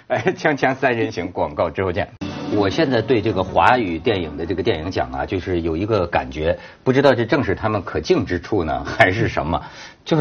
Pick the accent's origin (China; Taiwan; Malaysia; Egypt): China; 我作为大陆人我可以这么讲